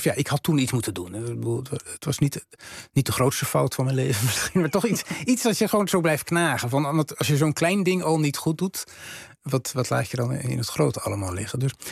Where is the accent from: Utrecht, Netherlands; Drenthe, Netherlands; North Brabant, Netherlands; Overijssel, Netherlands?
Overijssel, Netherlands; Rijssen; toen ik in Rijssen woonde, als jongetje van een jaar of 9. In een zwarte kousen milieu, streng calvinistisch milieu.